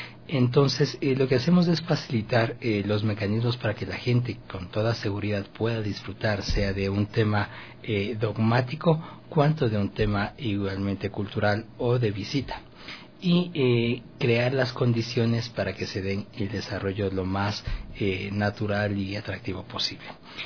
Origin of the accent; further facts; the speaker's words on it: Quito, Pichincha, Ecuador; Yo soy de Quito.